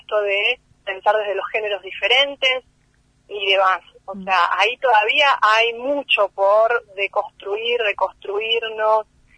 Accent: Bariloche, Río Negro, Argentina; Yo soy de Bariloche, pero bueno, hace un tiempo que no podía viajar

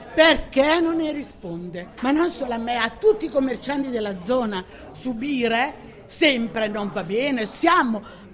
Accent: Camerota, Campania, Italy; born there; now in Milan, Italy; io sono nata a Camerota in provincia di Salerno.

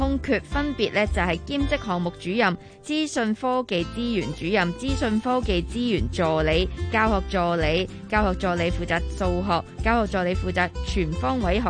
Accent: Hong Kong; 带子咧，我哋香港人有时会叫佢做沙插

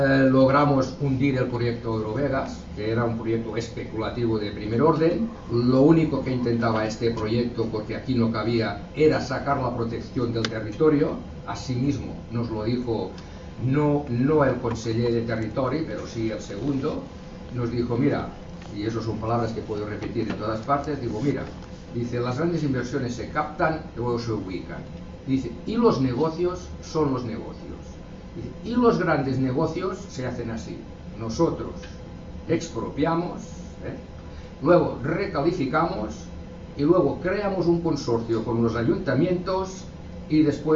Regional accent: Sant Boi de Llobregat, Catalonia, Spain; que solamente en San Boi, que es mi pueblo

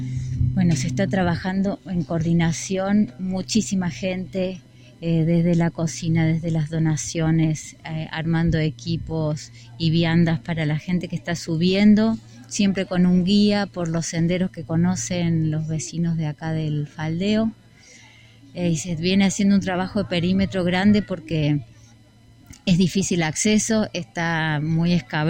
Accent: Huerta Grande, Córdoba, Argentina; Bueno, soy de Huerta Grande.

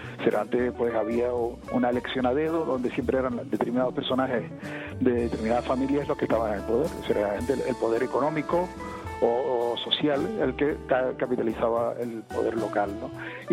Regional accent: El Escobonal, Canary Islands, Spain; el pueblo del Escobonal, del que yo soy, donde yo nací, ¿no?

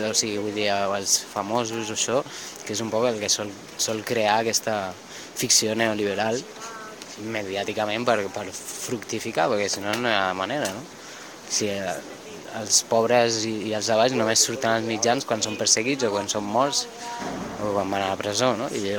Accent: Balearic Islands, Spain; I clar, jo vinc de Mallorca

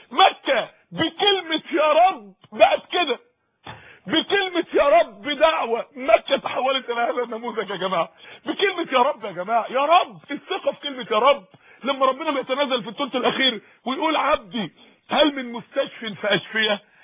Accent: Mansoura, Dakahlia, Egypt; عندنا اخت في المنصوره عندنا في المنصوره

